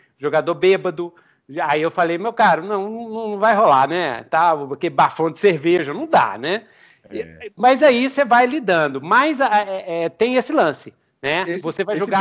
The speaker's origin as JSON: {"language": "Portuguese", "town": "Belo Horizonte", "region": "Minas Gerais", "country": "Brazil", "said": "não é pra quem é da roça, que nem eu, que sou de Belzonte."}